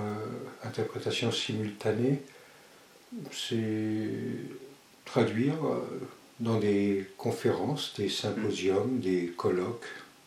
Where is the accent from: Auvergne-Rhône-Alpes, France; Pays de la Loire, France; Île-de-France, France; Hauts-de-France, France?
Île-de-France, France; Paris; now in Switzerland; Je suis d'origine espagnole, mais j'ai grandi à Paris.